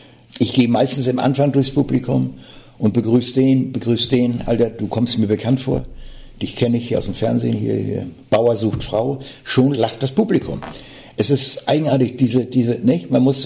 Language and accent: German; Hamburg, Germany; wenn ich auf der Bühne bin als Hamburger Jung